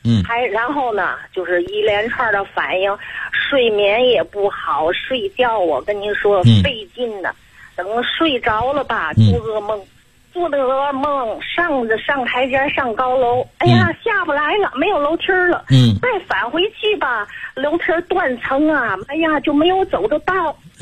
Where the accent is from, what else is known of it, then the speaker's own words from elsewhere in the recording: Tianjin, China; 我是我还没介绍我自己，我是天津的。